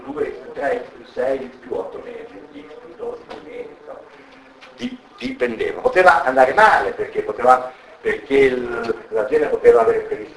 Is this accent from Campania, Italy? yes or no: no; Rome, Lazio, Italy; sono di Roma